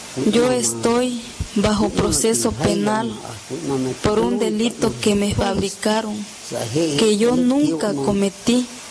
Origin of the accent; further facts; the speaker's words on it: Xochistlahuaca, Guerrero, Mexico; born there; Actualmente tengo 78 años. Nací en Sulhá, Xochitlahuaca. Soy campesino.